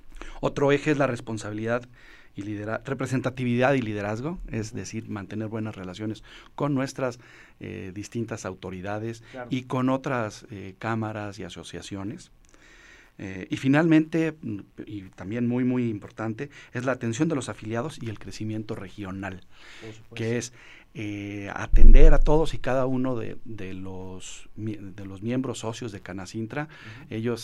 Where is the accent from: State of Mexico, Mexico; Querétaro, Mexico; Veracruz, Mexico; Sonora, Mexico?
Querétaro, Mexico; San Juan del Río; somos San Juan del Río Querétaro, claro.